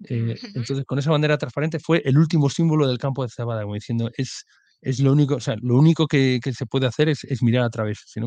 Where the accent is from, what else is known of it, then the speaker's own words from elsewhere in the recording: Santander, Cantabria, Spain; si yo que soy de Santander, si viviera en Santander